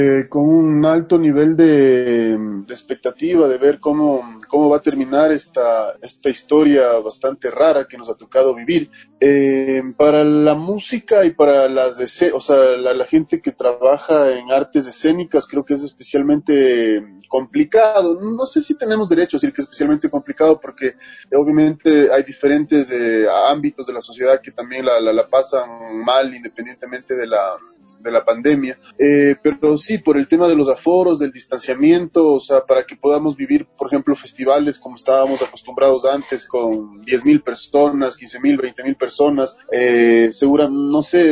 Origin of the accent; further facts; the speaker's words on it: Quito, Pichincha, Ecuador; El Teatro Sucre para mí es o sea, es un escenario, inigualable por lo que representa para mí como quiteño.